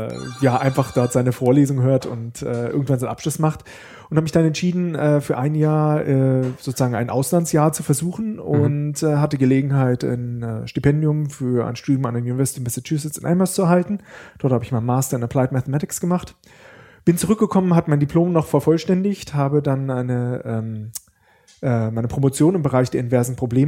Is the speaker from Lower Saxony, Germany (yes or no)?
yes; Bad Pyrmont, Lower Saxony, Germany; now in Karlsruhe, Germany; Ich komme nicht aus Karlsruhe, wo wir jetzt auch gerade sind, sondern aus Niedersachsen, aus einem schönen Städtchen Bad Pyrmont.